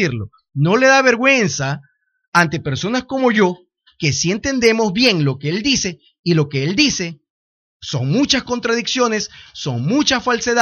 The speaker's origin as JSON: {"language": "Spanish", "country": "Ecuador", "said": "Señor, en primer lugar, yo soy parte de Ecuador y Ecuador es uno solo y quiero el progreso de Ecuador."}